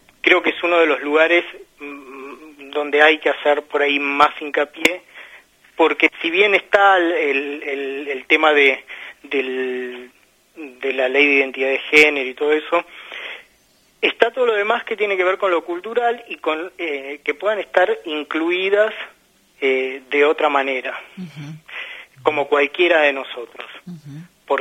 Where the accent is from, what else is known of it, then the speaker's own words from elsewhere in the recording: Hurlingham, Buenos Aires Province, Argentina; Sí, he nacido acá en Hurlingham, sí.